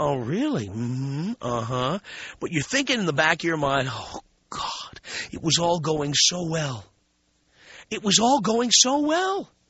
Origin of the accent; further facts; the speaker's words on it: New York City, New York, United States; We're 150 miles from Manhattan. I grew up in New York City.